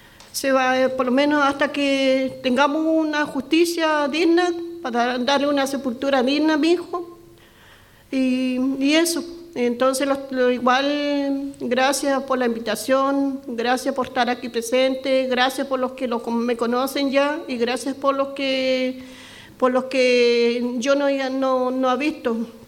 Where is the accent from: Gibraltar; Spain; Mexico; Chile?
Chile; Los Muermos, Los Lagos; Soy la mamá de … por lo menos yo vengo de Los Muermos, una hora de Puerto a Los Muermos.